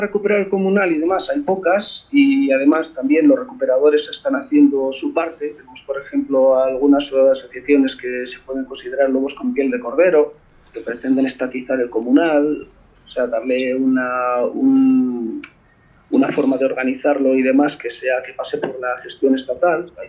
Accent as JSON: {"language": "Spanish", "region": "Asturias", "country": "Spain", "said": "A ver, yo soy de Asturias, y en Asturias teníamos que era una empresa pública de la minería, y era un jodido desastre."}